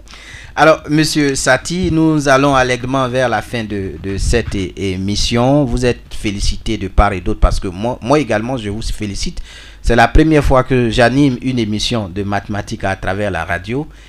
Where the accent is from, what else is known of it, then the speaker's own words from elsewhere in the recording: Sakassou, Vallée du Bandama, Côte d’Ivoire; Je suis de Sakassou.